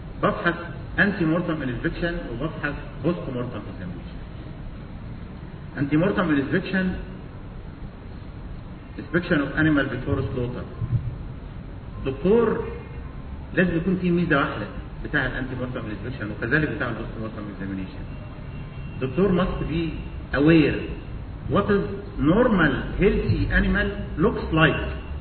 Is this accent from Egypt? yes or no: yes; Egypt; اللي موجوده عندنا في مصر وشكلها الغريب